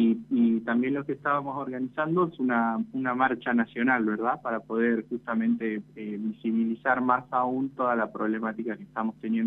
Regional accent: San Salvador de Jujuy, Jujuy, Argentina; now in Tucumán, Argentina; yo soy nacido en San Salvador de Jujuy, soy jujeño, pero me vine a estudiar a Tucumán por la Universidad Nacional de Tucumán

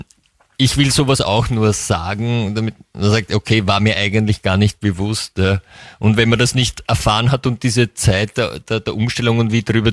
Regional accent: Vienna, Austria; man fährt irgendwohin eher in den Westen als Wiener, habe ich den Eindruck.

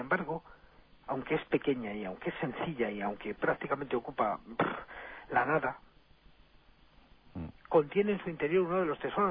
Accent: El Escorial, Community of Madrid, Spain; Yo, afortunadamente, soy del Escorial.

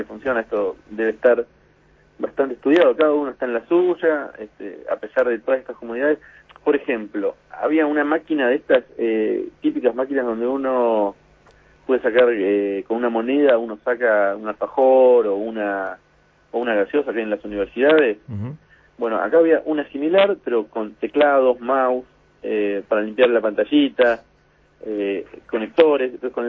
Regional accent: Buenos Aires, Argentina; now in San Francisco, United States; San Francisco es una ciudad para nosotros que vinimos de Buenos Aires, muy cómoda, muy agradable

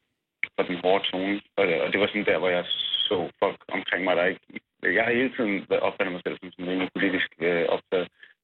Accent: North Denmark Region, Denmark; jeg er vokset op i det mørkeste Nordjylland, i en lille provinsby

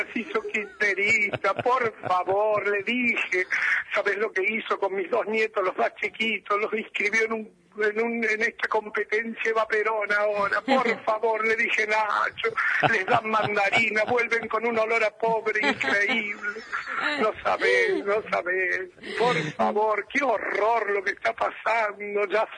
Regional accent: Argentina; Somos muchas mujeres argentinas escuchando la radio a esta hora

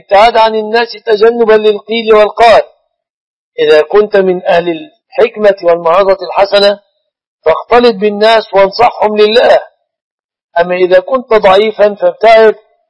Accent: Egypt; القائمة في بلادنا مصر تنقسم إلى أو تتضمن جزءا يأتي به الزوج وجزءا تأتي به الزوجة

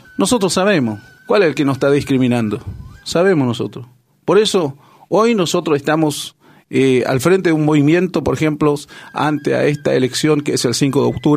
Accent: Quitilipi, Chaco, Argentina; yo soy de Quitilipi, de la colonia Origen, allí en lote 38.

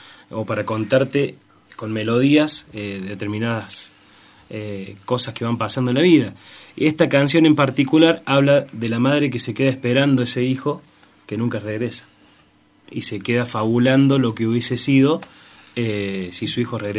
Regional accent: Córdoba, Argentina; also born or lived in Deán Funes; Soy serrano, soy nacido en Dianfunes, en Norte Cordobés, pero soy serrano por adopción. Mis viejos hace más de 30 años que están acá, yo tengo 28, imagínate.

